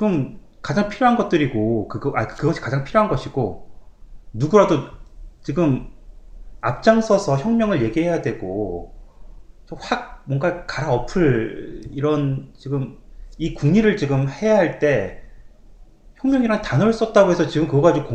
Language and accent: Korean; South Korea; 저도 한국인이라서